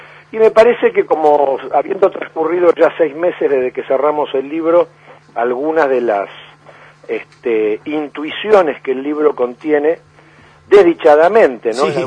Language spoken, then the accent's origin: Spanish; Argentina; nosotros como argentinos, ¿no es cierto?, tenemos como una especie de condición austral extrema